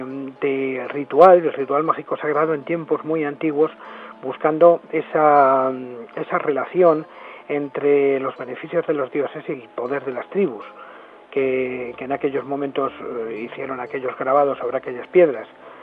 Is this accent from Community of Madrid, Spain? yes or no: yes; El Escorial, Community of Madrid, Spain; soy del Escorial y por lo tanto he vivido la experiencia del monasterio del Escorial durante muchísimos años